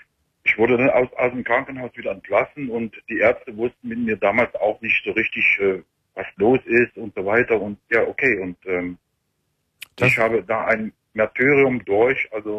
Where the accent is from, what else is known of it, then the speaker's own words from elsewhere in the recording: Germany; moved away; Ich bin 1982 aus der DDR rübergekommen.